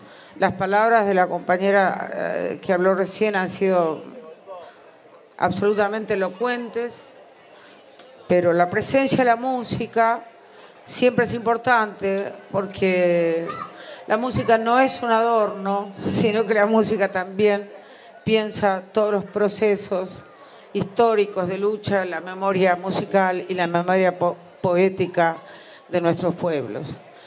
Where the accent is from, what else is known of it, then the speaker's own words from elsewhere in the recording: Entre Ríos, Argentina; a quien yo conocí de niña, ya que vivía muy cerca de mi pueblo entrerriano